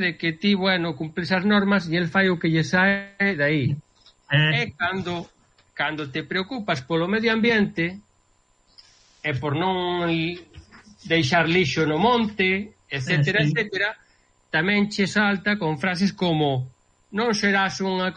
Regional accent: Galicia, Spain; now in New Jersey, United States; os galegos, eu quero lle moito, son galego

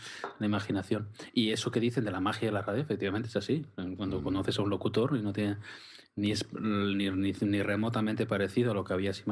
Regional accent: Mondragón, Basque Country, Spain; yo siempre he querido salir de Mondragón, al final... Trabajo en Bilbao, venía todos los días de Mondragón y, bueno, pues es mi pueblo, efectivamente, es el pueblo en el que he crecido

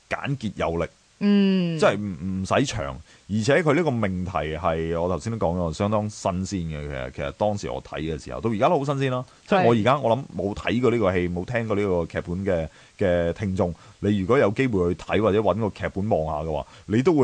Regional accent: China; 但係因為我哋中國人，我哋嘅習慣係內斂啲咧

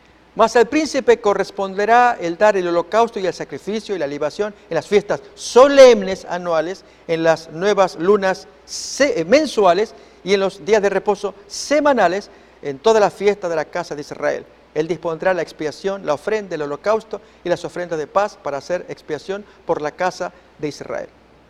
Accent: Argentina; Soy argentino y tomaré mi bandera, la bandera argentina

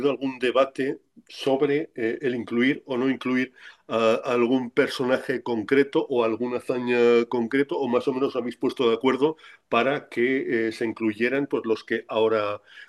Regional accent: Spain; Porque, claro, nosotros tiramos para casa como españoles

